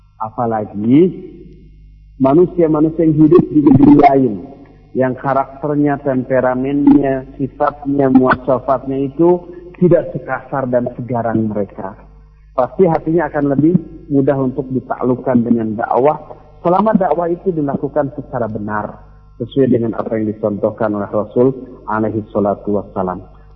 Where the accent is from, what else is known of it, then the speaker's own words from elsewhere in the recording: Bandung, West Java, Indonesia; Coba lihat, kita orang Bandung di sini, rata-rata kesannya lembut, lunak, lelei, begitu ya.